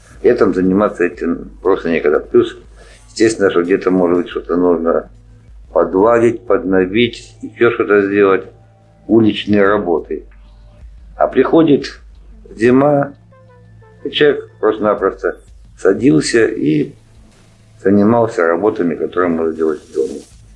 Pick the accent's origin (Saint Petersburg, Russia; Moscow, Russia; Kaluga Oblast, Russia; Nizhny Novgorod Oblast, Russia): Moscow, Russia; also born or lived in Istra; Я, в принципе, москвич. Родился в Истре.